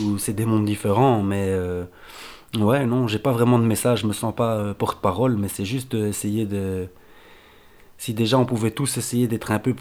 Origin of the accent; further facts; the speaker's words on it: Brussels, Belgium; parce que moi je suis bruxellois